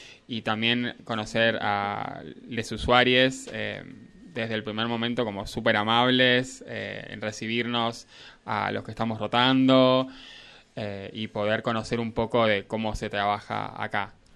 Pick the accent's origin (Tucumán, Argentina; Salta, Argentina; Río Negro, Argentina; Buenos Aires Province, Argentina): Buenos Aires Province, Argentina; Lobos; moved away as an adult; Yo nací en Lobos, me caí en Lobos, me fui a vivir a Capital Federal para hacer los estudios universitarios.